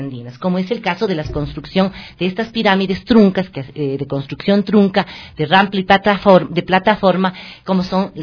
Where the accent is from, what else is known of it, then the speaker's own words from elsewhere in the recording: Ecuador; a defender lo que como ecuatorianos somos